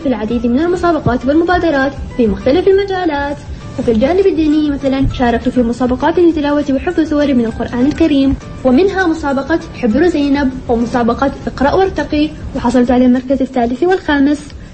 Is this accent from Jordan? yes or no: no; Syria; now in United Arab Emirates; أنا سورية الجنسية ومقيمة في أرض الخير والمحبة دولة الإمارات العربية المتحدة.